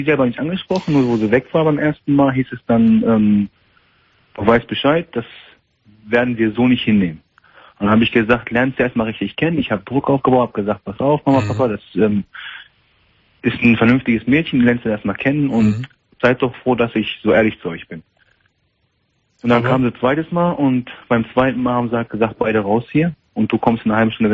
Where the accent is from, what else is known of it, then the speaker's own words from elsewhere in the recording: Morocco; ich bin Marokkaner